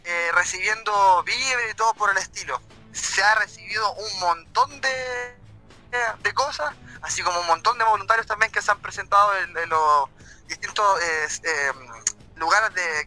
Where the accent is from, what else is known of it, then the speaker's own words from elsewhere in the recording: Coronel, Biobío, Chile; now in Mexico; Les saludo desde México. Yo soy coronelino de la Tierra del Carbón.